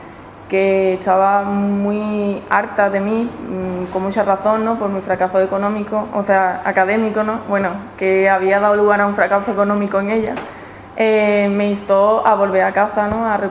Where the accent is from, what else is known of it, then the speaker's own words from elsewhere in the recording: Seville, Andalusia, Spain; La cuestión es que cuando yo volví a Sevilla, me tomé un año sabático